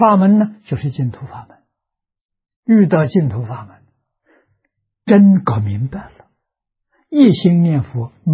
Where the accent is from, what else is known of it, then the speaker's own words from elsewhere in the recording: China; 就是我们中国人讲的玉皇大帝，它代表欲界天